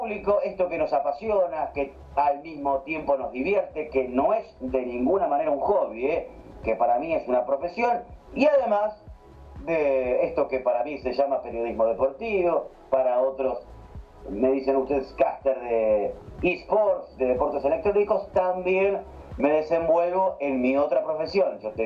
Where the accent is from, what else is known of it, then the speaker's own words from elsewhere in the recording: Pergamino, Buenos Aires Province, Argentina; born there; nacido en Pergamino, provincia de Buenos Aires, República Argentina. En el año 1980